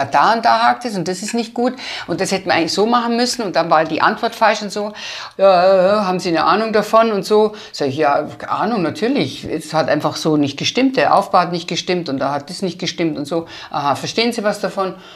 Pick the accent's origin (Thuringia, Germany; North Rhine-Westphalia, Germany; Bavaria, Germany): Bavaria, Germany; Landau an der Isar; Bei uns in Landau an der Isar gab es ein Kino